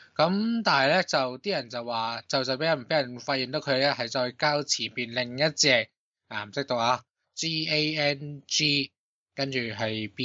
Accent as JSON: {"language": "Cantonese", "country": "Hong Kong", "said": "我哋香港人嘅叫法就系抽佢水咧，"}